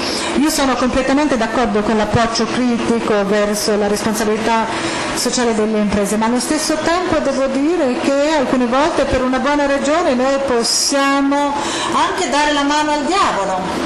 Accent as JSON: {"language": "Italian", "country": "Hungary", "second_language": "Italian", "said": "sono ungherese."}